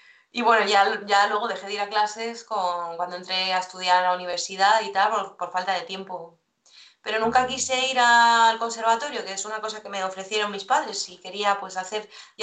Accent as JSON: {"language": "Spanish", "town": "El Escorial", "region": "Community of Madrid", "country": "Spain", "said": "de aquí del Escorial, que yo soy de la Sierra de Madrid."}